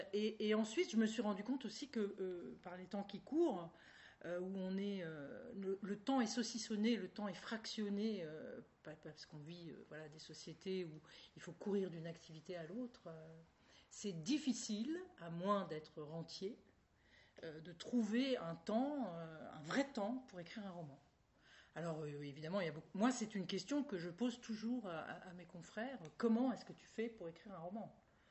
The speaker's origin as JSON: {"language": "French", "town": "Dieppe", "region": "Normandy", "country": "France", "said": "Je suis normande, donc je viens du même pays que Maupassant. On était même voisins, puisque je suis originaire de Dieppe"}